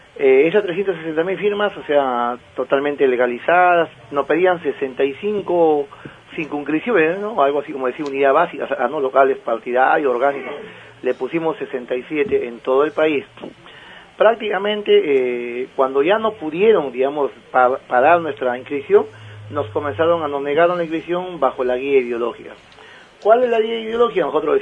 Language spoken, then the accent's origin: Spanish; Peru; now in Buenos Aires, Argentina; acá yo soy ciudadano peruano, pero vivo en Flores, en Buenos Aires